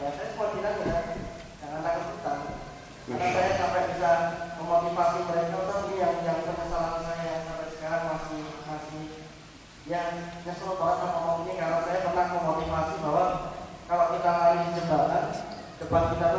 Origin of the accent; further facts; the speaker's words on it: Surakarta, Central Java, Indonesia; now in Jakarta, Indonesia; saya orang Solo, tapi sekarang tinggalnya di Jakarta.